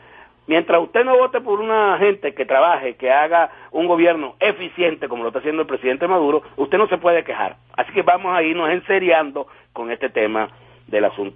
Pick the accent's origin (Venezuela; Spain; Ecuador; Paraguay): Venezuela; como venezolano, como todo, como ser humano